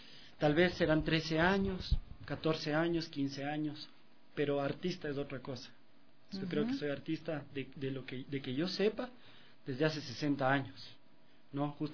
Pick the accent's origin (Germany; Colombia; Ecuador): Ecuador; Riobamba, Chimborazo; also born or lived in Quito; yo soy un riobambeño nacido en Quito, porque a los 2 años de edad yo me fui a vivir a Riobamba, a mi querida Riobamba. Sí, estuve ahí desde los 2 años de edad, más o menos, hasta los 18 años.